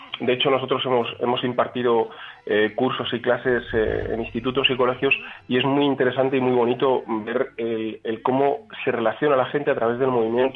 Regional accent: Valladolid, Castile and León, Spain; Yo nací aquí, soy oriundo de aquí, lo que pasa es que he estado viviendo en 10 o 12 ciudades distintas y ahora otra vez vuelvo aquí a tierras castellanas, pero a un pueblecito, ahí pequeñito

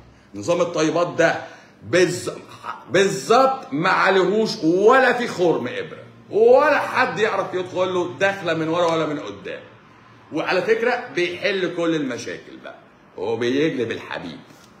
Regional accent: Egypt; طالما حمى الدنك مصرية فأنا مصري. نعم أنا مصري.

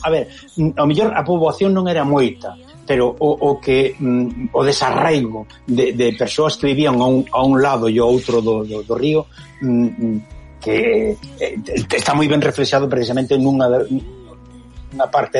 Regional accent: Galicia, Spain; cando estamos en Galicia somos os estranxeiros e cando estamos no estranxeiro somos os galegos.

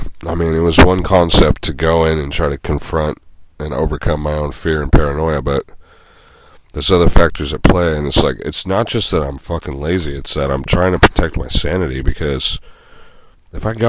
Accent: Santa Cruz, California, United States; In my hometown of Santa Cruz

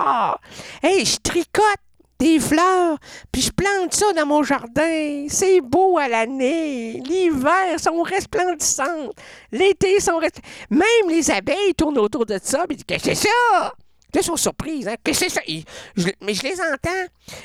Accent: Sherbrooke, Quebec, Canada; Mais moi, parce que je viens de Sherbrooke. Sherbrooke. Mais Sherbrooke ne peut pas sortir de moi.

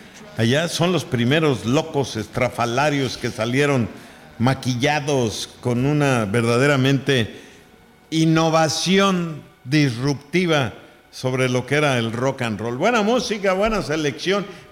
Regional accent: Mexico; siendo que el mexicano es muy creativo, que sí los tenemos, pero no los registramos.

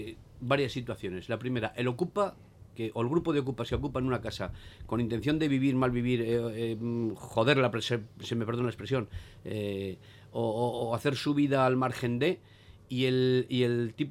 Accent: Zaragoza, Aragon, Spain; born there; yo soy nacido en Torrero, y todavía tengo mis vínculos y mantengo las reuniones allí con toda esta gente

